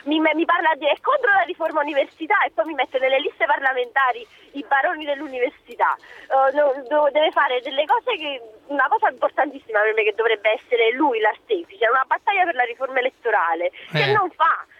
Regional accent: Acerra, Campania, Italy; No, sono di Acerra.

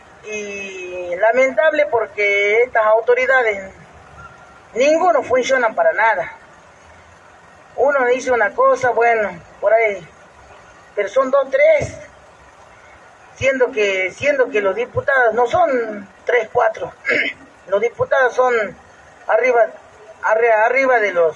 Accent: Jujuy, Argentina; ¿Y por qué nosotros no? ¿Que no somos argentinos?

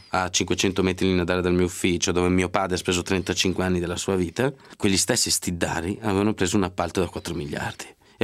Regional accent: Lombardy, Italy; siccome io sono lombardo

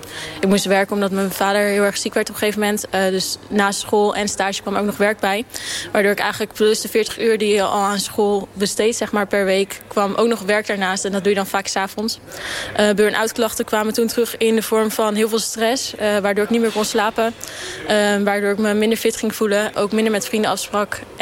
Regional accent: The Hague, South Holland, Netherlands; ik ben 21 jaar en ik kom uit Den Haag.

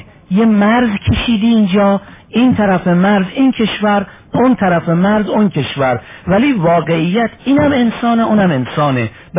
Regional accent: Iran; همونطوری که من ایرانیم، او اروپایی

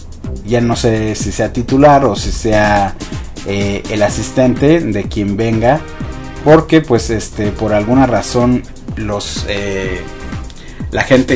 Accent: Mexico; que pensamos que somos todos los mexicanos, pero no es así.

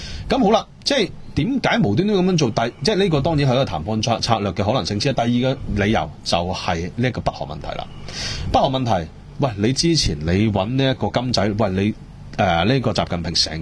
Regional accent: Hong Kong; 作為香港人咧

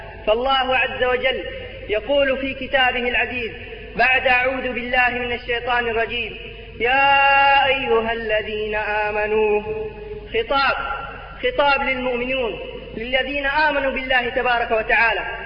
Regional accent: Jeddah, Makkah Province, Saudi Arabia; فنحن إخوانكم من المملكة العربية السعودية من جدة، أتينا لزيارة هذا البلد الحبيب

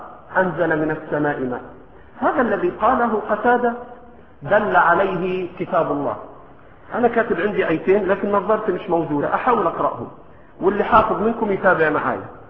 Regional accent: Egypt; accent: Egyptian; ولكن في لهجتنا المصرية بنقول شلا شلا

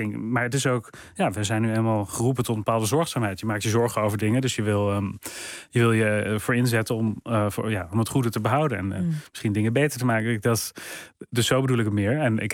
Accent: Netherlands; also born or lived in London; En ik wil terug naar Nederland, naar mijn wortels, naar mijn eigen land, als het ware. Waar ik ben opgegroeid en waar ik me ook zorgen over maak.

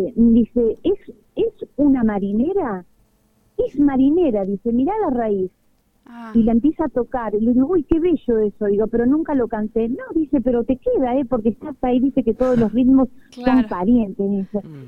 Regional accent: Venado Tuerto, Santa Fe, Argentina; Y por supuesto, tengo parte de mi familia ahí, que si Dios quiere, los voy a ver, porque ahora el 29 creo que ya viajo para allá. Y voy a Venado Tu

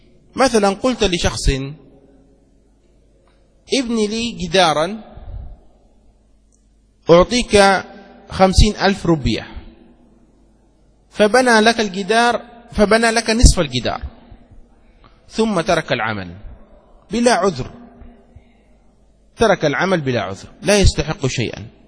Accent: Egypt; نحن مدينتي وأيضا غالب مصر المصريون هكذا ينطقونها جيم، نقول جمل

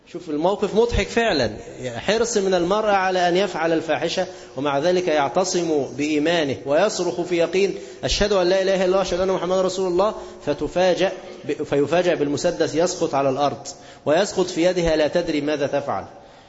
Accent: Egypt; أيام الإنجليز ما كانوا عندنا في مصر

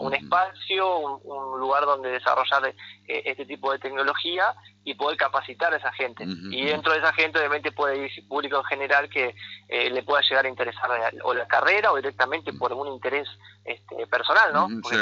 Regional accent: Concordia, Entre Ríos, Argentina; hacerlo acá en Concordia, que es donde, bueno, yo soy acá de Concordia.

